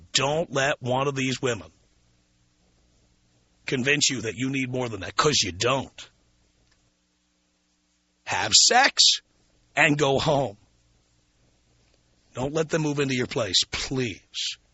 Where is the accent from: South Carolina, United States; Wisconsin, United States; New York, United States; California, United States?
New York, United States; also born or lived in Miami / Phoenix / Boston; No, dear, no. I'm from New York originally. I lived in Miami. I lived in Phoenix. I lived in Boston.